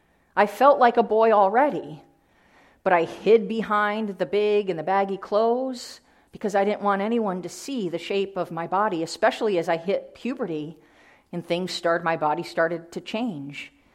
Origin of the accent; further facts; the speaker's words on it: Jamestown, New York, United States; that I lived in, Jamestown, New York, about as far west of New York City here that you can get. So I'm a New Yorker too.